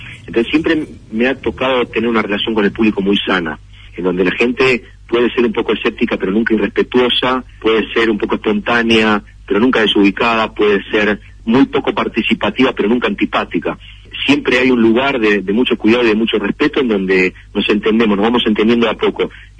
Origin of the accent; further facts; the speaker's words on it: Argentina; es lo mejor que te puede pasar siendo argentino, porque hay un código entre nosotros que entendemos